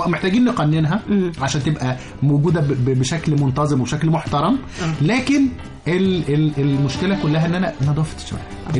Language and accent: Arabic; Egypt; إحنا مثلا إحنا كمصريين ممكن نتضايق مثلا من حاجة زي التوك توك